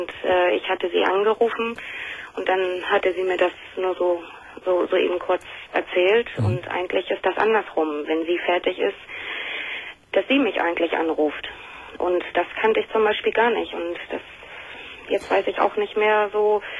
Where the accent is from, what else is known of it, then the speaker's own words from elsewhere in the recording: Hamburg, Germany; Nee, eigentlich nicht, weil wir kommen alle aus Hamburg.